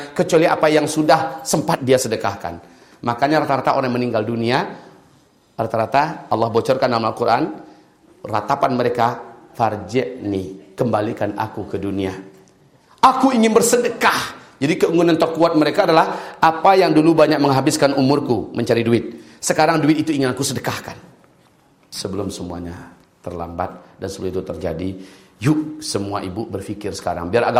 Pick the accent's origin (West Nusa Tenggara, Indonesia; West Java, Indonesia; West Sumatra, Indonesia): West Sumatra, Indonesia; Pariaman; Saya asli orang Pariaman. Ya. Lahir di Pariaman.